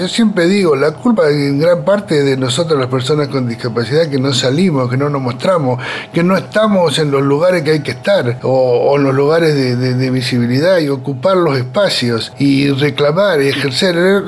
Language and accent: Spanish; Bariloche, Río Negro, Argentina; born there; Soy nacido en Bariloche, tengo 64 años.